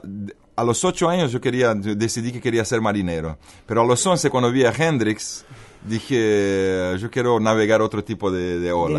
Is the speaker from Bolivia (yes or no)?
yes; Bolivia; born there; also born or lived in Brazil; yo nací en Bolivia, viví en Brasil, entonces tuve la oportunidad de entender culturas tan diferentes a la vez.